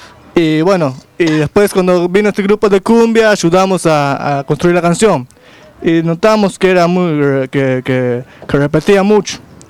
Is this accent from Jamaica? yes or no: yes; Kingston, Jamaica; Spanish is a second language; Al lado de Kingston.